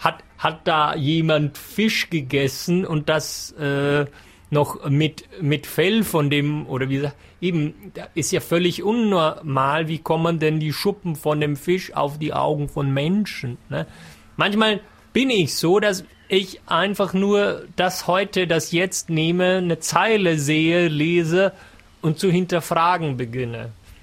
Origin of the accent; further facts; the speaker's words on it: Germany; Es ist jemand, der kommt noch von viel, viel weiter weg, als es Deutschland meine Heimat ist.